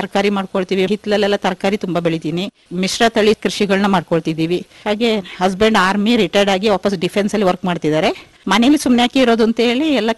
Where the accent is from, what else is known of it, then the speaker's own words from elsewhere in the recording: Abhyathmangala, Karnataka, India; born there; ನಾನು ಹುಟ್ಟಿದ್ದು ಅಭ್ಯತ್ಮಂಗಲ ಗ್ರಾಮ … ಹೈಸ್ಕೂಲ್ ಎಲ್ಲ ಚಟ್ಟಳ್ಳಿ ಹೈಸ್ಕೂಲ್, PUC ಮರಗೋಡು. ಆಮೇಲೆ ಮದ್ವೆ ಆಯ್ತು … ಮದ್ವೆ ಆಗಿ.